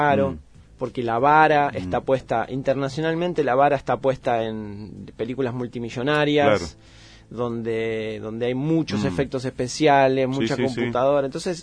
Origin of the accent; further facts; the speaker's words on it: La Plata, Buenos Aires Province, Argentina; born there; now in Andalgalá, Argentina; Yo nací en la ciudad de La Plata y me vengo para Andalgalá desde el 2003, 2004 ya me instalo.